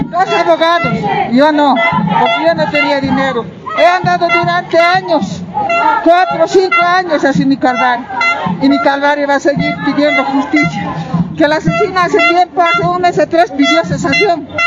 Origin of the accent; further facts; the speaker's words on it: El Alto, La Paz, Bolivia; Yo soy del Alto, de la zona Huayna Potosí.